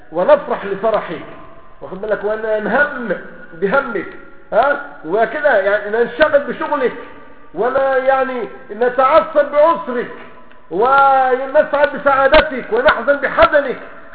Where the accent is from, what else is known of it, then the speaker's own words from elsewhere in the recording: Egypt; زي ما بيقولوا كده عندنا في مصر